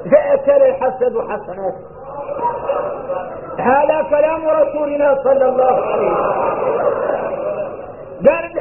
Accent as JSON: {"language": "Arabic", "country": "Mauritania", "said": "احنا موريتاني مفتوح لنا في العلم"}